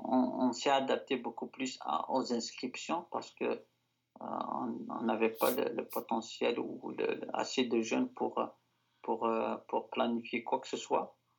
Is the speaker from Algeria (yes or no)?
yes; Algeria; J'ai grandi en Algérie. J'allais visiter l'Europe, et j'y retournerai en Algérie, de toute façon.